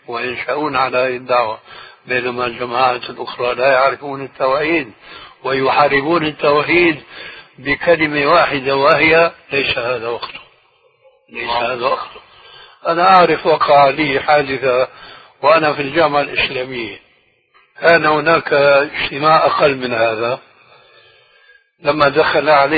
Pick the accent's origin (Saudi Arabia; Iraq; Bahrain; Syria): Syria; وهو يشير إلى بلدي يعني سوريا